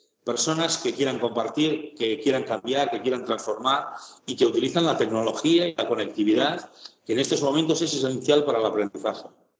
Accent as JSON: {"language": "Spanish", "region": "Catalonia", "country": "Spain", "said": "yo soy catalán, pero me he casado con una navarra"}